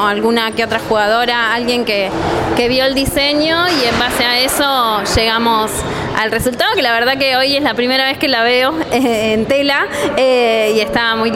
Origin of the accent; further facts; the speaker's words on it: Cañuelas, Buenos Aires Province, Argentina; Yo nací en Cañuelas y me crié también en este club